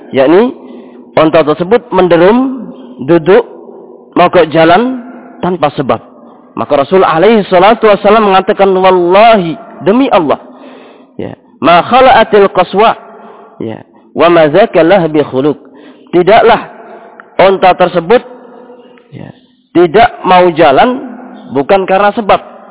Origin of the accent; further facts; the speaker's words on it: Java, Indonesia; seperti kita orang Jawa ketika di sana pernah ada yang di antara antum melantir